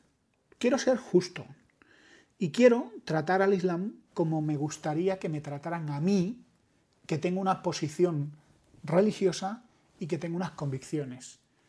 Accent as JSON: {"language": "Spanish", "country": "Spain", "said": "yo, como todos, y como buen español que soy, también sufro de los mismos males que aquejan a mis compatriotas"}